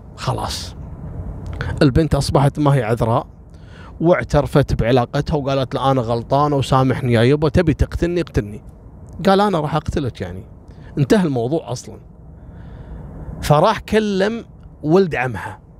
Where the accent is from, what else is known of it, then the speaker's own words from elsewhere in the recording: Kuwait; إن إحنا يعني كويتيين وجايين بسفر